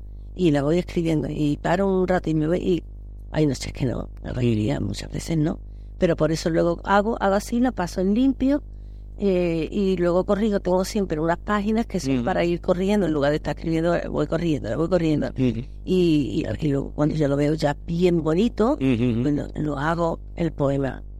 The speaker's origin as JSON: {"language": "Spanish", "town": "Málaga", "region": "Andalusia", "country": "Spain", "said": "muchas cosas a mi tierra. O sea, es que son cosas que me nacen, me brotan"}